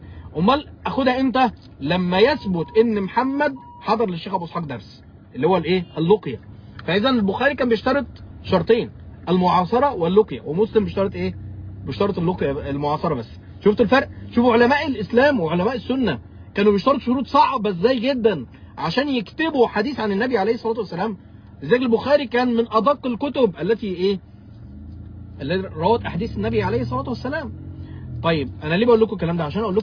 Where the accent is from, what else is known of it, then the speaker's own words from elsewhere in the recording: Mansoura, Dakahlia, Egypt; وشيخ أبو إسحاق الحويني إحنا الاثنين من مصر وإحنا الاثنين عشنا في نفس الزمان، فإذا أكيد اتقابلنا في يوم من الأيام، والشيخ أبو إسحاق جه بلدنا كتير إلى المنصورة وأنا رحت كفر الشيخ،